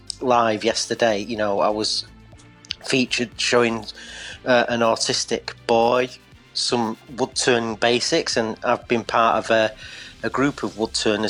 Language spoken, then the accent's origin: English; Eccles, North West England, United Kingdom; now in Derbyshire, United Kingdom; because we've moved to the Derbyshire countryside now. I'm originally from Eccles in Salford.